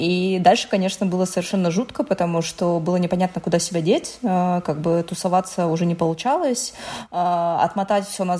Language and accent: Russian; Donetsk, Donetsk Oblast, Ukraine; moved away as an adult; Да, я из Украины, и, собственно говоря, сейчас опыт войны меня нагнал во второй раз, потому что я из Донецка, и переехала я в Москву, собственно, именно тогда, когда началась война. Когда началась война, я была беременна, я переехала сначала в Запорожье, родила там дочь, и потом переехала в Москву